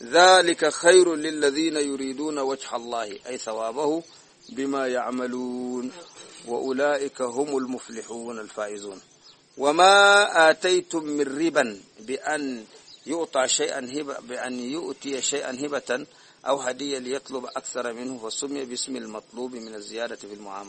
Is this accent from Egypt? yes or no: no; Sudan; دي أحسن تبايع موجود عندنا في السودان